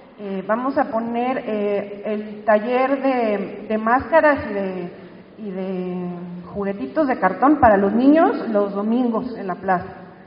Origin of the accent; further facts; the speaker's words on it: San Luis Potosí, Mexico; porque yo, aunque soy de San Luis Potosí, no estoy en viviendo en Cerro de San Pedro.